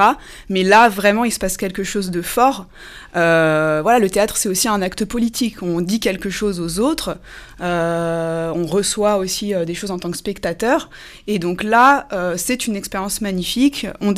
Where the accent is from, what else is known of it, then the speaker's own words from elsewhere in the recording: Cergy, Île-de-France, France; je suis une enfant du pays. Mmh. J'ai grandi à Cergy. J'ai été élève au Laris, puis au Collège des Touleuses, puis au lycée Alfred Kessler.